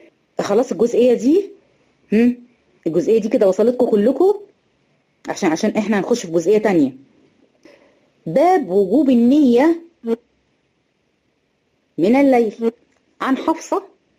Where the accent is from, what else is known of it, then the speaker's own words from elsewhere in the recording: Egypt; يعني احنا هنا عندنا في مصر مفيش حد بيشوف رؤية